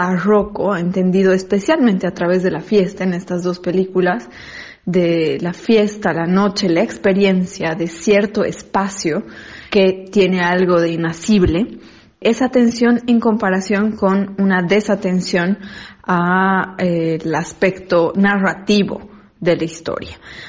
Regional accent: Bolivia; como espectadores bolivianos podemos sentir que es un síntoma de una especie de progreso en el cine boliviano

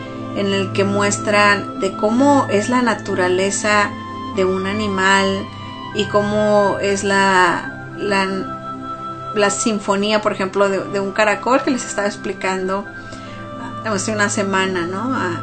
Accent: Mexico; para los que somos, nos consideramos mexicanos, nuevamente, entre comillas lo digo

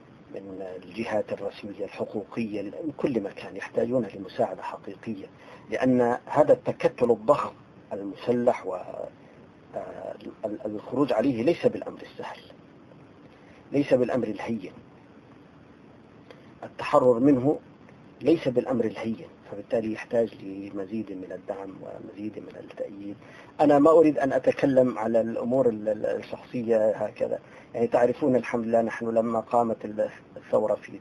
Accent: Syria; في مصر بيسموهم بلطجية، نحن عندنا في سوريا بيسموهم الهمشرية

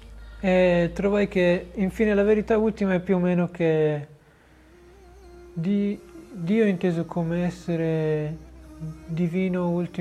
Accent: Piedmont, Italy; Arabic is a second language; قريب من تورينو.

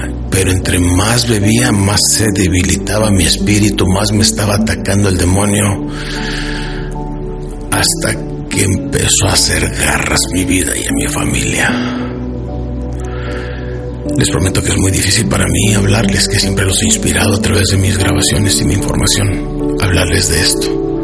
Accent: United States; crecí en Estados Unidos, con los norteamericanos que dicen time is money, o sea, el dinero es lo más importante para los norteamericanos, y así crecí yo.

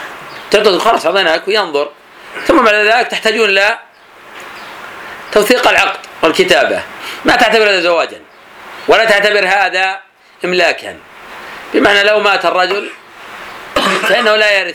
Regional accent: Najd, Saudi Arabia; كما يفعل الآن بعض الناس في عادة عندنا في نجد

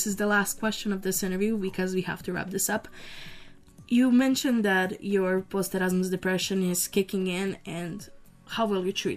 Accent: Rijeka, Primorje-Gorski Kotar County, Croatia; Rijeka is my hometown

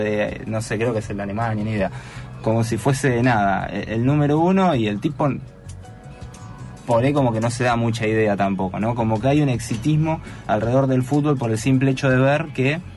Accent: Argentina; por lo dementes que somos todos los argentinos con el fútbol

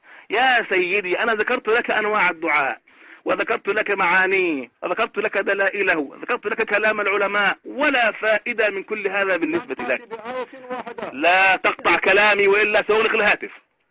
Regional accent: Egypt; كما يقولون عندنا في مصر يفك الخط

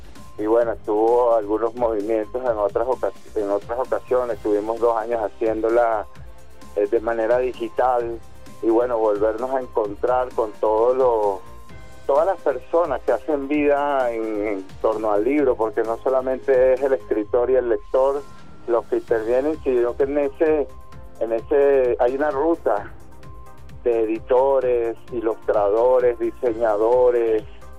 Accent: Venezuela; volver a leernos como venezolanos, y a encontrarnos a través de las ideas y las palabras

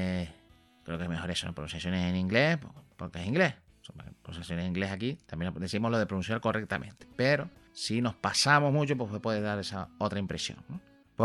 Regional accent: Canary Islands, Spain; nosotros que somos canarios nos cuesta porque está la S en medio, nosotros la S nos la solemos más comer la pronunciación.

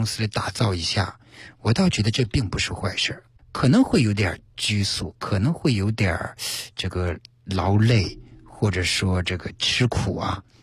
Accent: China; 我们中国人对于面试这个谦虚和自信，这里面要有个度

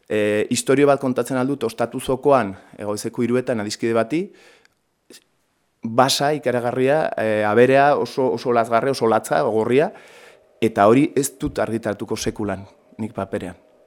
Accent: Pamplona, Navarre, Spain; ni Iruñetik heldu naiz erran bezala, orduan, Iruñan Espainiako legeriaren menpe gara

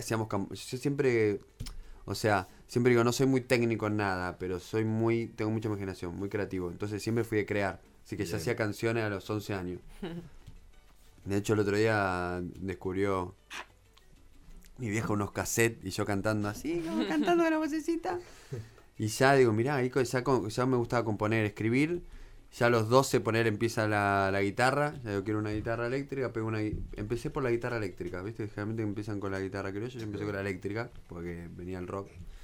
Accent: Buenos Aires, Argentina; yo nací en Buenos Aires, capital, porteño full, toda mi familia porteña

